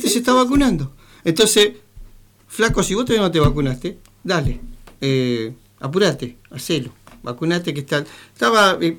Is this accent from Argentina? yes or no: yes; Argentina; sabiendo cómo somos nosotros, cómo somos el pueblo argentino